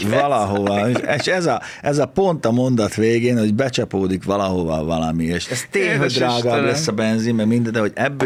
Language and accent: Hungarian; Felvidék, Slovakia; mi együtt nőttünk fel, ugye annak idején, ez egy felvidéken, soha semmilyen súrlódás nem volt